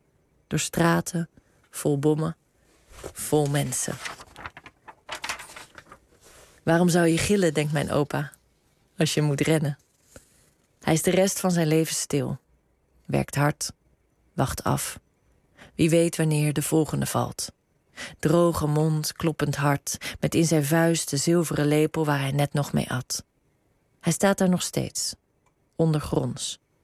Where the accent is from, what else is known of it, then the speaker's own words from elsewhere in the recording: South Holland, Netherlands; Noordereiland.